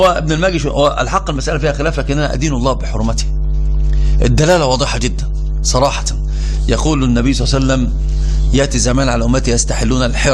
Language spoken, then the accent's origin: Arabic; Egypt; وإحنا عندنا في مصر، أنا سأترجم المثل باللغة العربية، في مصر عندنا يقولون إيش؟